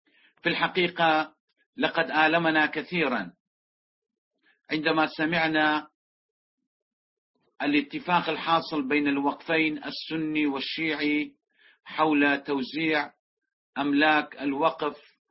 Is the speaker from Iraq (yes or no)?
yes; Iraq; محافظة كركوك نحن نعلم كعراقيين